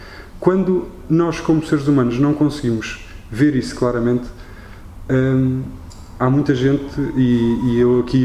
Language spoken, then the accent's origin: Portuguese; Portugal; Isto para mim é assustador enquanto português.